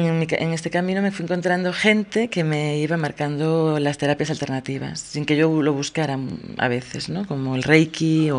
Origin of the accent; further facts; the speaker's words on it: Galicia, Spain; now in Tenerife, Spain; Como dicen en mi tierra, que yo soy gallega, aunque llevo 14 años en Tenerife.